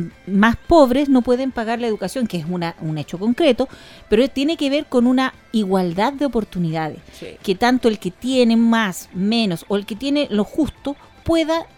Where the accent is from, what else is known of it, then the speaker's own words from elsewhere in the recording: Chile; Y nosotros, como chilenos, sabemos las reservas que tenemos